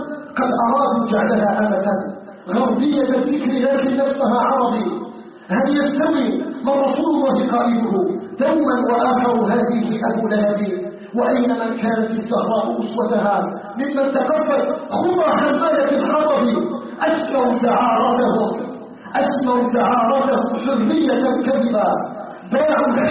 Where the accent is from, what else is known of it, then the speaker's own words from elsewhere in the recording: Algeria; بلدنا الجزائر